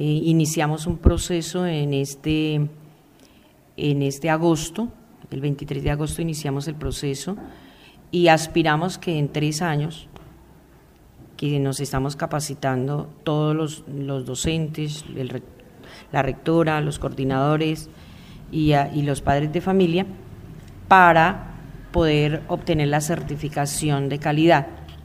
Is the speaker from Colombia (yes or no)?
yes; Ubaque, Cundinamarca, Colombia; Yo soy natural de Ubaque, he vivido y trabajado siempre en Ubaque, pues en mis inicios trabajé en Medina, trabajé en Guayabetal, pero luego definitivamente en Ubaque.